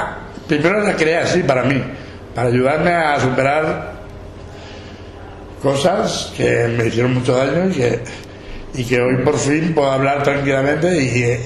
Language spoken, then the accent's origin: Spanish; Valencian Community, Spain; mi pueblo estaba bajo el agua. Paiporta, Sedaví, Alfafar, Catarroja, Masanasa, Parque Alcosa, Albal, Torrente, Picaña.